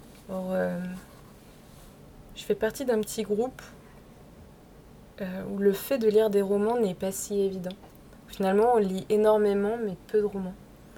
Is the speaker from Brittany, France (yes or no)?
no; Orléans, Centre-Val de Loire, France; now in Paris, France; Je prends le train entre Paris et Orléans. Parce que je suis originaire d'Orléans. Mes parents vivent toujours là-bas.